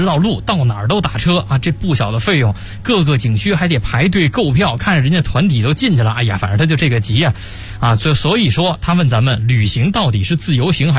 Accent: China

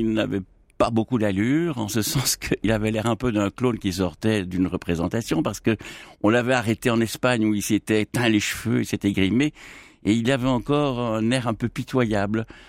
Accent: Belgium; Mais écoutez, je suis belge.

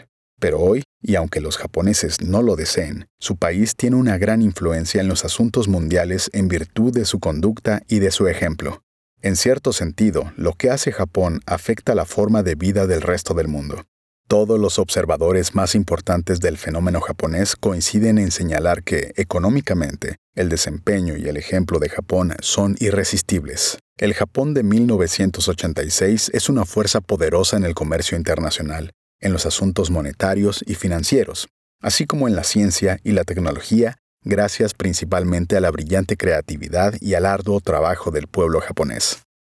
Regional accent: Panama; soy consciente de mis responsabilidades como funcionario panameño y como ciudadano.

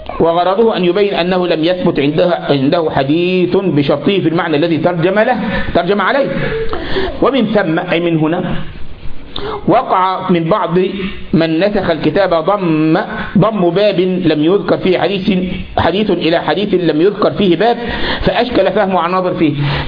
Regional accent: Egypt; عندنا في مصر كل لبيب بالإشارة يفهم

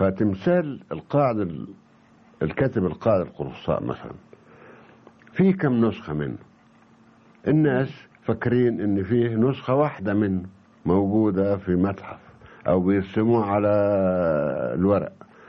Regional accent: Egypt; لأن أنا أعتقد أن نظرة الأجنبي أهم من نظرتي أنا كمصري

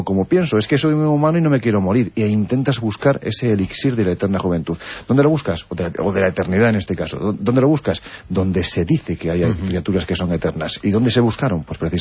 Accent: Jaén, Andalusia, Spain; Mira, hace dos semanas, estando en mi tierra, en Jaén, presentando precisamente la novela

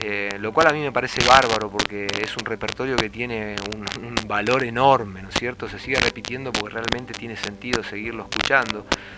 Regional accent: Buenos Aires, Argentina; born there; como yo nací en la ciudad, nací en Buenos Aires, y no nací en un ambiente criollo.

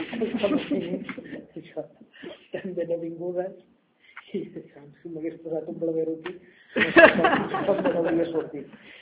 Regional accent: Masquefa, Catalonia, Spain; perquè és que sóc de Masquefa, que és un poble.

